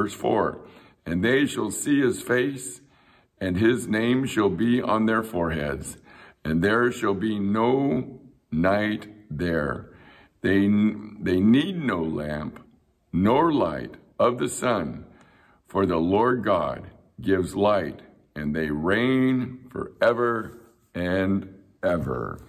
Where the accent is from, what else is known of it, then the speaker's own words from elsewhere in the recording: Chula Vista, California, United States; I grew up in Chula Vista, California.